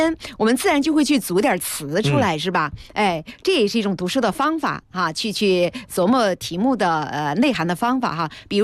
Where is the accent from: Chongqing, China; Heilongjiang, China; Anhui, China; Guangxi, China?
Chongqing, China; 顺便我是说一下，我是重庆人